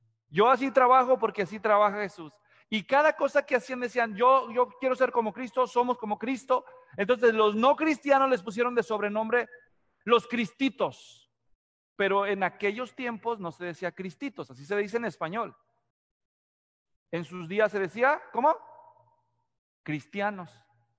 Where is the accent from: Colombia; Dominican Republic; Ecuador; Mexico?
Mexico; Yo nací y crecí en México. Y si tienen un talento los mexicanos, es para encontrarte sobrenombres.